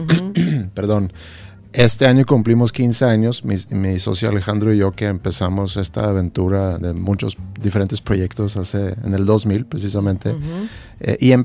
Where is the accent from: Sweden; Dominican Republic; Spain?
Sweden; moved away as an adult; now in Monterrey, Mexico; Soy de Suecia. Nacido en Suecia y llegué aquí a los 25 años.